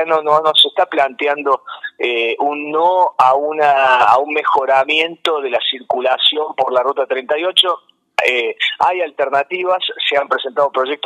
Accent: Cosquín, Córdoba, Argentina; yo soy nacido y criado en Cosquín. Y trabajé 10 años en parques nacionales

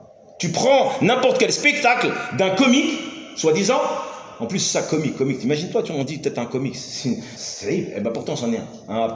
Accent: France; nous on vient de France, on vient d'Europe.

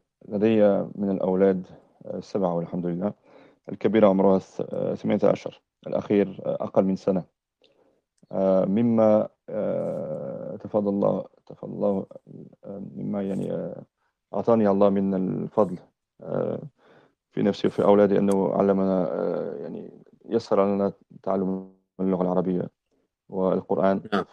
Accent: France; now in United Kingdom; أنا فرنسي الأصل، أسلمت قبل أكثر من 20 سنة في فرنسا، ثم عشت بعض السنوات في بعض بلاد المسلمين، ثم عشت أكثر من 10 سنين في بريطانيا.

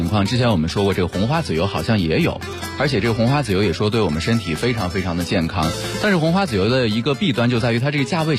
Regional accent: China

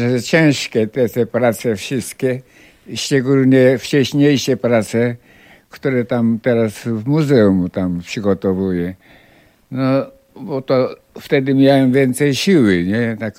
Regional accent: Japan; Polish is a second language; moved away as an adult; now in Poland; Ja się wychowałem w Japonii i do 24 roku życia studiowałem w Japonii. No i później przyjechałem do Polski i takie te dwie tradycje u mnie się mieszają. W 59 roku, tak.

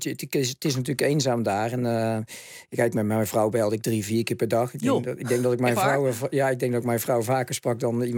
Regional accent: Netherlands; Alleen wat mijn geluk was, is dat ik uit Nederland kwam, dat ik de Nederlandse dames had gedaan.

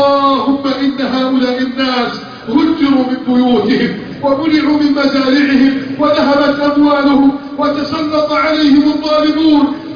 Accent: Egypt; اللهم احف بلدنا مصر من كيد الكائدين وحقد الحاقدين

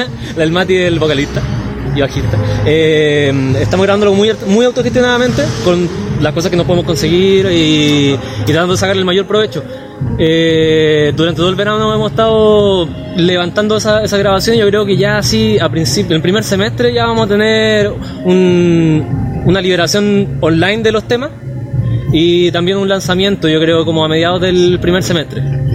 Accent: Rancagua, O'Higgins, Chile; Nacido y criado, todos nacidos y criados en Rancagua.

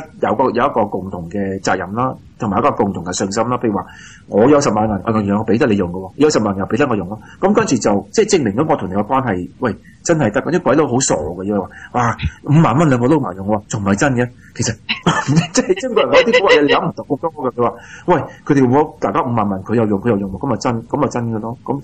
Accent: Australia; 我哋澳洲人去為咗啲人喺外來人辦假結婚

